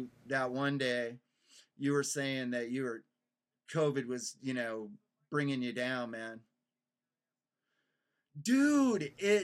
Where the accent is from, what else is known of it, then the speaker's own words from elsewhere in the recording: Texas, United States; Like, we're from Texas, you know?